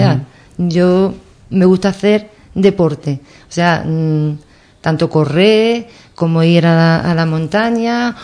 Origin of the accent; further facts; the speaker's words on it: Ubrique, Andalusia, Spain; now in Cádiz, Spain; vivo en Cádiz, yo nunca, cuando voy por ahí, me preguntan dónde eres. Siempre digo, soy de Ubrique. O sea, que es que yo no puedo perder ni quiero mis raíces, porque yo me siento muy orgullosa de ser ubriqueña